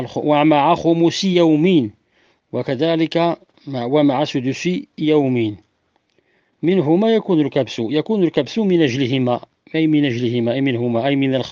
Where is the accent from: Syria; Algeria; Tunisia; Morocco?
Morocco; وبخلاف ما عندنا بالمغرب